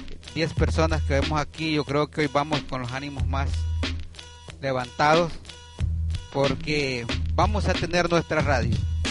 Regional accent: Honduras; Yo creo que nosotros como hondureños esto no lo vamos a olvidar jamás

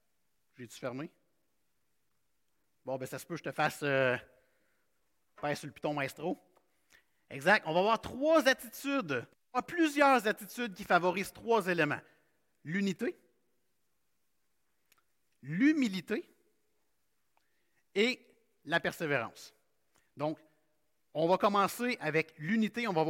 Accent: Quebec, Canada; Et bien que nous soyons chrétiens ce matin, on est des Québécois.

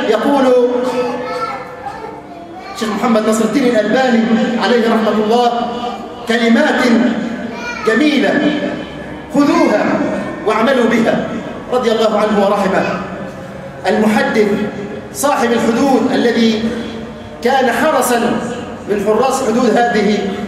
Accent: Egypt; اللهم اجعل بلدنا مصر أمنا أمانا سخاء رخاء وسائر بلاد

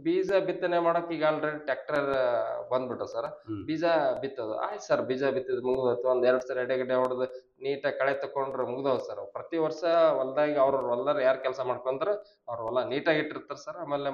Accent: Karnataka, India; ನಮ್ಮೂರು ಸರ್ ರಾಯಚೂರು ಜಿಲ್ಲೆ

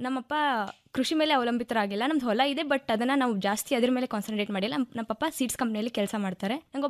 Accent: Talikota, Karnataka, India; ನಮ್ಮ ಊರು ಬಿಜಾಪುರ ಜಿಲ್ಲೆ ತಾಳಿಕೋಟಿ.

